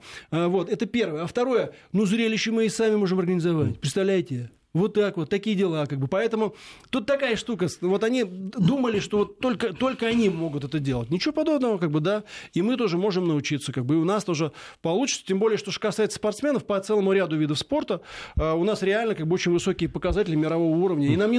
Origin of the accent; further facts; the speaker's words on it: Poland; Russian is a second language; я из Польши, как бы, да и вообще мы западные, мы есть западные человеки